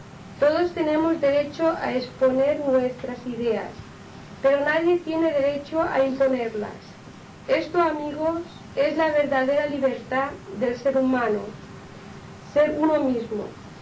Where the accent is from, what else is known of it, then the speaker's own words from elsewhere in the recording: Inca, Balearic Islands, Spain; born there; now in Palma, Spain; les diré que soy mallorquín, nacido en Inca, pero hace muchos años que resido en Palma.